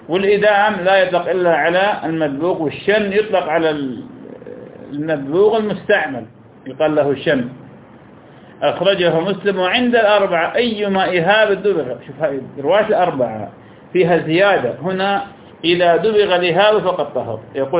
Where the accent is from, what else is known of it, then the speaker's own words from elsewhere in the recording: Iraq; معروف عندنا في العراق مثل الفول السوداني